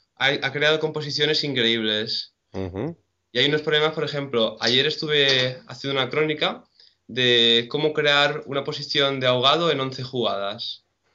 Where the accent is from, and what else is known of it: Salou, Catalonia, Spain